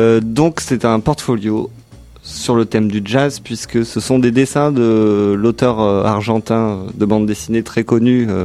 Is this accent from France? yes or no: no; Switzerland; je suis suisse.